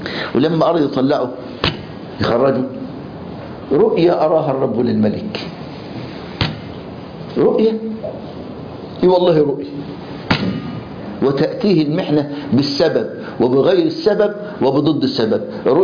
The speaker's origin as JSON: {"language": "Arabic", "country": "Egypt", "said": "ولغاية النهاردة المعتقل عندنا في مصر يلبسوه جلابية بيضة"}